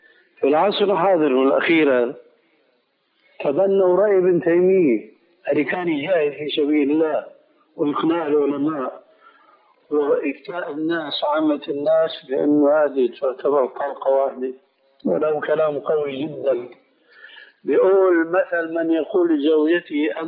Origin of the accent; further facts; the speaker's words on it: Damascus, Damascus Governorate, Syria; أنا أعرف بعض القضاة في المحاكم الشرعية عندنا في دمشق